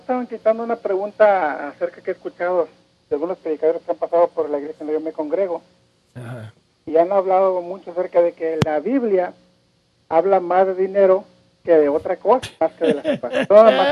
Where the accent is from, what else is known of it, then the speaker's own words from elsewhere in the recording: Mexico; yo vengo de México, hermano, y cuando me empecé a congregar aquí